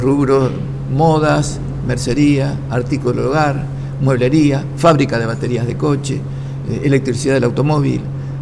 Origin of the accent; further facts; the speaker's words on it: Berisso, Buenos Aires Province, Argentina; now in La Plata, Argentina; Me crié en Berisso, mi infancia, mi adorada infancia con los amigos, toda la vida. Viví 25 años en Berisso y hace bastante que vivo en La Plata